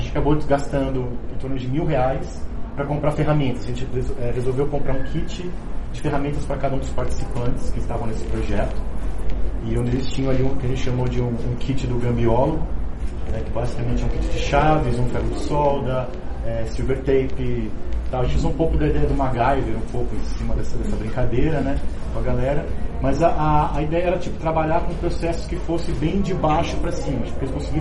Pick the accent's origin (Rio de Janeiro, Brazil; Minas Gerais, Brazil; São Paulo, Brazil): São Paulo, Brazil; Santo André; eu sou de Santo André